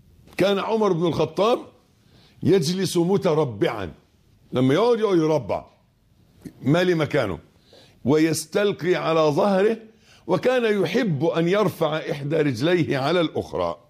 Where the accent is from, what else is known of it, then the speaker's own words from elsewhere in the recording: Egypt; اللي احنا بنقول عليه أبيض في عرفنا في مصري كمصريين